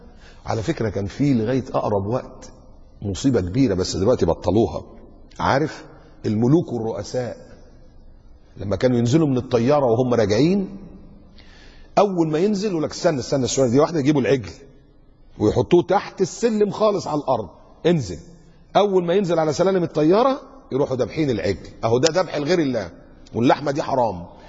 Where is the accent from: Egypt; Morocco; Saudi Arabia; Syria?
Egypt; ده في مساجد عندنا في مصر في الأضرحة الضريح